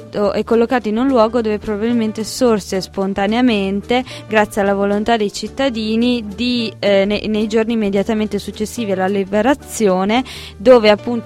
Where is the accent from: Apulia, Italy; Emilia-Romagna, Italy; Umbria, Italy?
Emilia-Romagna, Italy; Reggio Emilia; Oggi abbiamo ascoltato una canzone delle mie parti, di Reggio Emilia